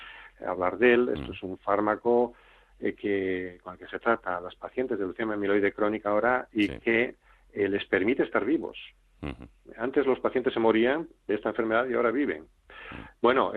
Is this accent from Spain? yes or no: yes; Asturias, Spain; moved away as an adult; also born or lived in United States; now in Salamanca, Spain; Yo, yo soy asturiano, hice mi entrenamiento en Estados Unidos